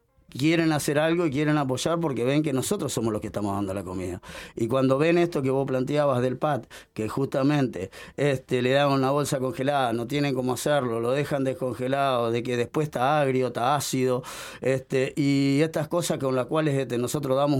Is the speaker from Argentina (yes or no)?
no; Uruguay; de mi parte lo comento siendo uruguayo